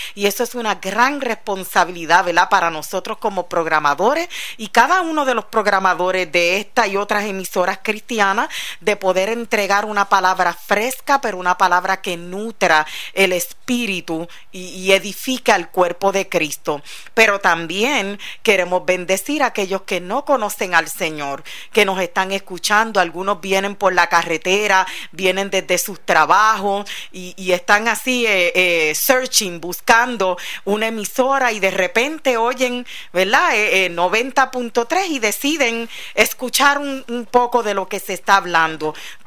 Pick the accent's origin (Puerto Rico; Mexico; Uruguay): Puerto Rico; now in Florida, United States; Venimos desde Puerto Rico y radicado ya un año aquí en la Florida.